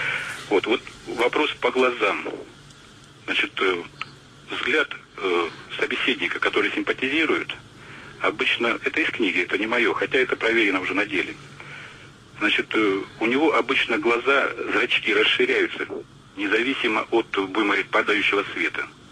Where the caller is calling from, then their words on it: Moscow, Russia; Я звоню из Москвы.